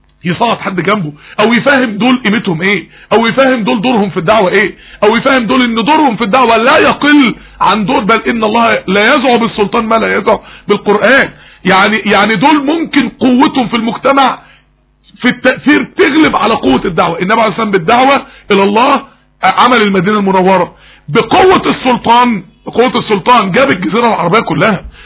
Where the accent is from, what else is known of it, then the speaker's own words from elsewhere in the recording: Mansoura, Dakahlia, Egypt; في احد الجامعات عندنا في المنصورة